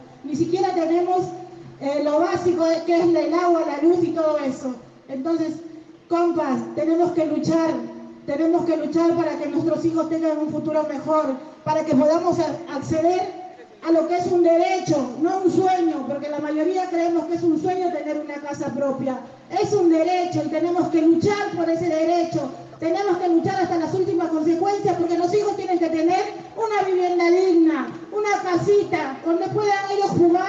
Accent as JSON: {"language": "Spanish", "region": "Buenos Aires", "country": "Argentina", "said": "yo soy de Capital"}